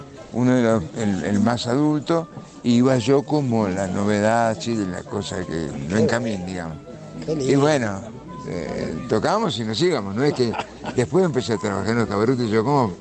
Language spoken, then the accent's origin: Spanish; La Plata, Buenos Aires Province, Argentina; Yo soy porteño, malcriado en La Plata.